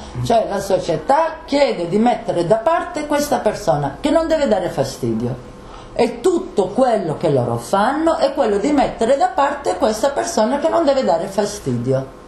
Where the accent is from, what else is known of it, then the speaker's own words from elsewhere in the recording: Bologna, Emilia-Romagna, Italy; Guardi, io vengo da Bologna, queste cose di Faenza ne ho sentite a bizzeffa